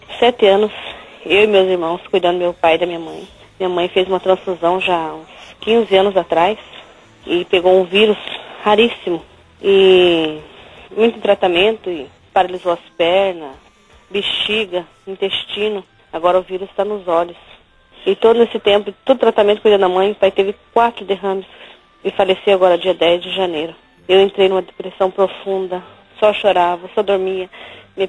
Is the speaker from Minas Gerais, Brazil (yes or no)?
no; Foz do Iguaçu, Paraná, Brazil; sou da cidade de Foz do Iguaçu, Paraná.